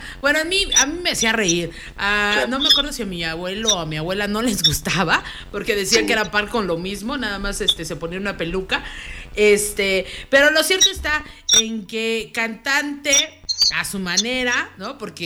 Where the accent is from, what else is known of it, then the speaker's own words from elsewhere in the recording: Mexico; como buenos mexicanos dijimos